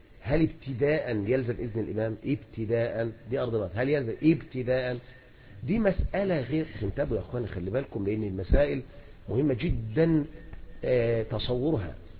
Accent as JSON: {"language": "Arabic", "country": "Egypt", "said": "هنا عندنا في مصر لا يتعلق شيء إذن بذلك"}